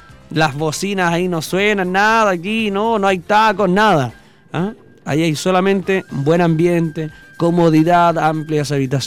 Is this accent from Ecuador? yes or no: no; Chile; Así somos los chilenos en todo caso.